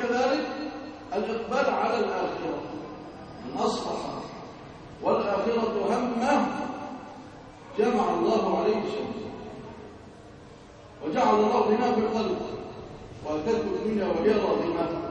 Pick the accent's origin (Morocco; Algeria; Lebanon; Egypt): Egypt; ارزق بلادنا مصر الامن والامان